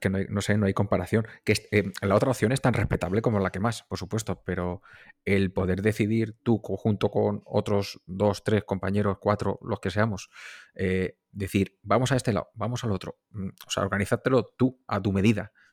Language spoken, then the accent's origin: Spanish; Castilla-La Mancha, Spain; Yo soy de un pueblo de La Mancha, vivo aquí en Mota del Cuervo, rodeado de molinos.